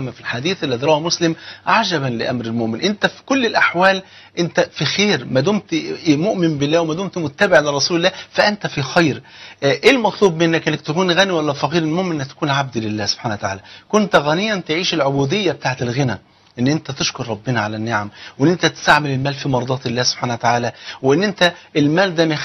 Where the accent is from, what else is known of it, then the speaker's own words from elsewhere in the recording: Egypt; بلغتنا كمصريين